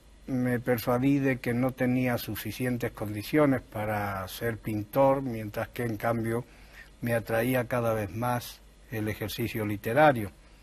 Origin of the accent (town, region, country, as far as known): Granada, Andalusia, Spain; born or raised there